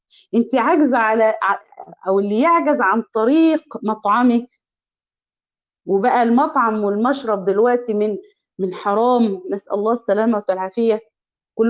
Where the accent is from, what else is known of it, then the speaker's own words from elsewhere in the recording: Egypt; يعني إحنا عندنا في مصر قول لي مالك، في إيه؟